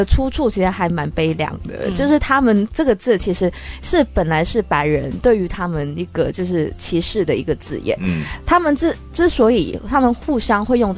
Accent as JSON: {"language": "Chinese", "country": "Canada", "tie": "born or raised there", "said": "因为像我是从这个加拿大长大的"}